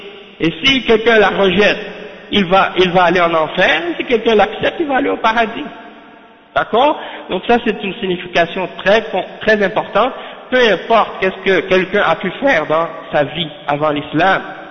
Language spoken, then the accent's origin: French; Haiti; quand je leur dis je viens d'Haïti